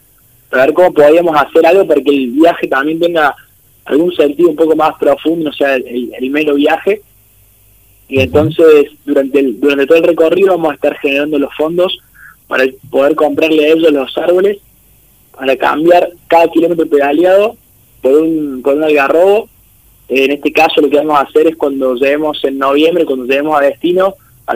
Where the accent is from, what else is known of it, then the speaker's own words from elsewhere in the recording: Córdoba, Argentina; Yo soy de Córdoba Capital